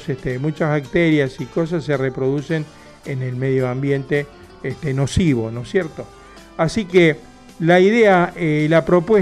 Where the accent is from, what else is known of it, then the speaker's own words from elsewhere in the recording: Argentina; estamos hablando de Argentina, porque somos argentinos, vivimos acá